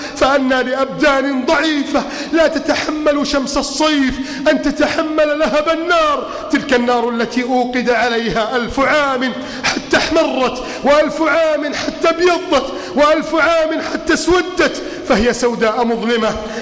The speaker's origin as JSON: {"language": "Arabic", "country": "Egypt"}